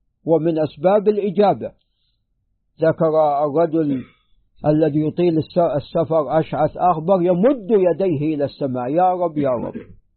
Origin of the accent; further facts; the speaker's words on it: Najd, Saudi Arabia; حتى عندنا في نجد يعني استنبتوا الفقع الكمأة